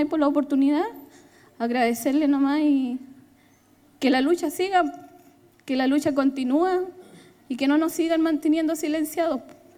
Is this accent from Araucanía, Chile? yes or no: yes; Temucuicui, Araucanía, Chile; Me siento orgullosa de ser de Temucuicui, pese a todos los catálogos que le han puesto las prensas, los medios de comunicaciones.